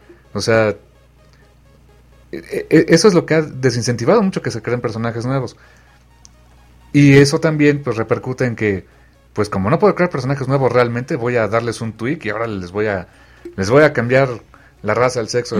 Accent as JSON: {"language": "Spanish", "region": "Mexico City", "country": "Mexico", "said": "Yo soy basura chilanga, estoy viendo"}